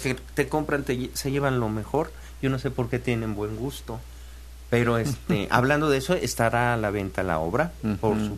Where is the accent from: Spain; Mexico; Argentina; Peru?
Mexico; Tlalnelhuayocan, Veracruz; Yo como vengo de lejos, vengo desde Tlanehuayoca, ¿no? Aquí como a media hora.